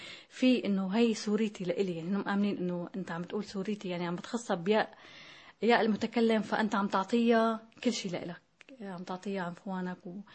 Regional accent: Tartus, Tartus Governorate, Syria; كتبت أنا من طرطوس هون رسالة لحتى ندل علينا نحن

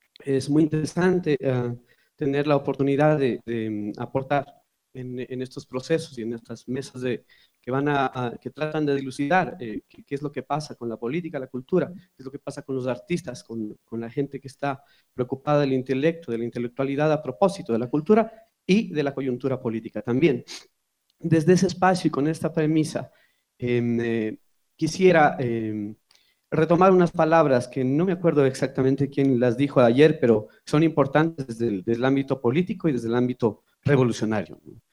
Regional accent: Quito, Pichincha, Ecuador; soy un cantautor de Quito. Yo creo que soy un cantautor de Alangací, soy un cantautor de Conocoto, de las parroquias realmente rurales de nuestro distrito metropolitano.

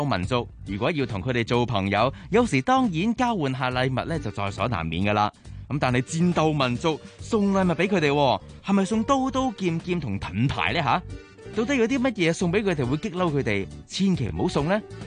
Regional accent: Hong Kong

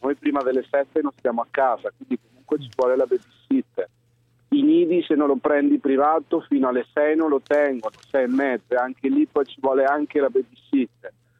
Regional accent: Marche, Italy; io vengo dalle Marche originarie, noi non abbiamo nonni che ci aiutano

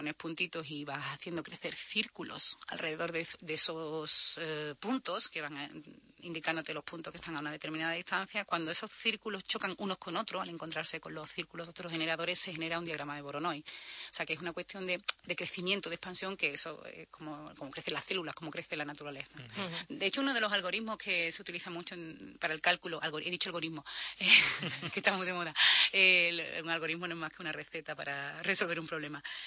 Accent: Coria, Extremadura, Spain; Se lo graba uno de Valladolid y luego lo utilizo yo, que soy de Coria, pues evidentemente hay una pequeña diferencia en el tono.

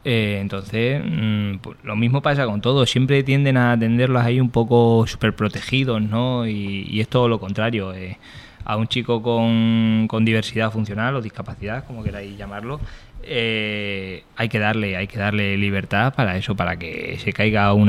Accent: Extremadura, Spain; Yo es que no soy alicantino, soy extremeño.

